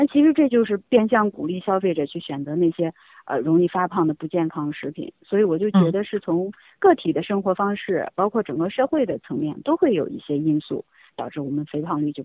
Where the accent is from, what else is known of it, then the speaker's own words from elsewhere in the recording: China; 你比如说，我们中国人的食谱可能以前呢是这个粮食类、这个蔬菜等等为主